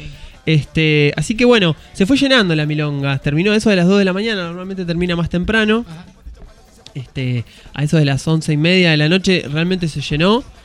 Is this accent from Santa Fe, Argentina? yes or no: yes; Santa Fe, Argentina; Santa Fe capital.